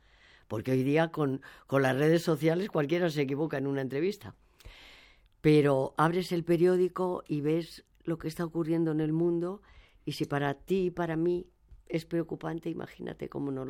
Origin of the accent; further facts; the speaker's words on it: Valladolid, Castile and León, Spain; born there; que terminó en el año 39, que fue el año que yo nací, en Valladolid. Sí, hija de madre republicana y padre militar franquista.